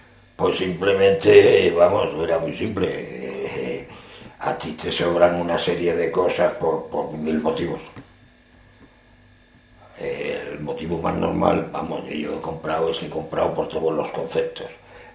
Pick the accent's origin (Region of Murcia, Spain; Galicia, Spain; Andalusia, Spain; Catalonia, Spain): Andalusia, Spain; Málaga; now in Aragon, Spain; Yo soy de muy lejos, de 1000 kilómetros de aquí. Soy andaluz. Soy malagueño.